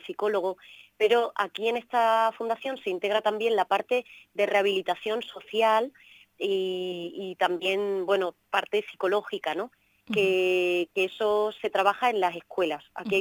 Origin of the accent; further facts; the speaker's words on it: Extremadura, Spain; yo, por mi acento lo veréis, soy extremeña